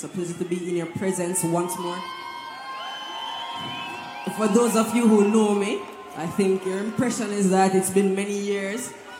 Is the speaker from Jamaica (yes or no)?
yes; Jamaica; my very first time outside of performing in my home country, Jamaica, was very much here on the Rotterdam stage.